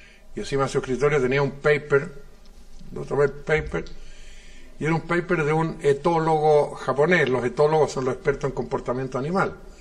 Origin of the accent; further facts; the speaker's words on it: Germany; Cuando yo era niño, tenía unos 7 años. Yo soy un niñito alemán, ¿no?